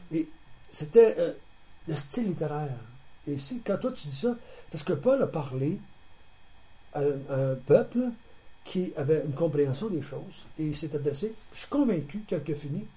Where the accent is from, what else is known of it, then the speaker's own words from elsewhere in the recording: Quebec, Canada; Parce qu'on a parlé à des Québécois en tant que Québécois.